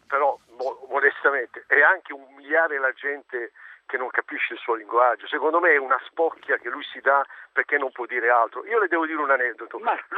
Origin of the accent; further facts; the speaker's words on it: Bari, Apulia, Italy; now in La Spezia, Italy; siccome sono barese